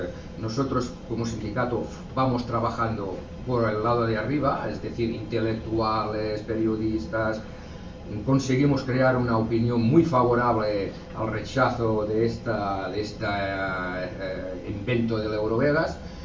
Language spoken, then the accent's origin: Spanish; Sant Boi de Llobregat, Catalonia, Spain; que solamente en San Boi, que es mi pueblo